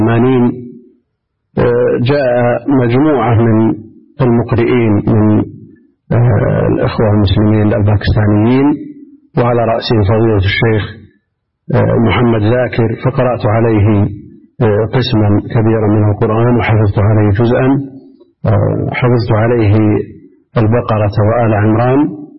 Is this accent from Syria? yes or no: no; Buraydah, Al-Qassim, Saudi Arabia; born there; من مواليد بريدة سنة 74 و300 ألف.